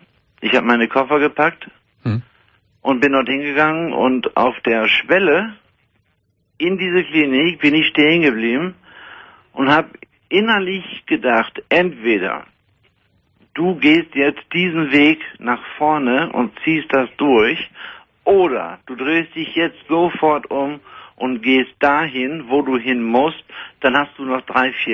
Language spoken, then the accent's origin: German; Ostrhauderfehn, Lower Saxony, Germany; Und das ist auch mein Ostrauderfehn. Rauderfehn ist mein Heimatort.